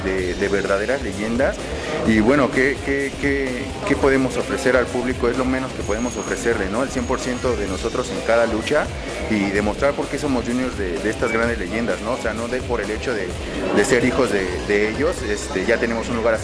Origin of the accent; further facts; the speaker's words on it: Mexico City, Mexico; yo soy del DF, pero bueno, ¿qué te digo? También traigo sangre tapatía, ¿no?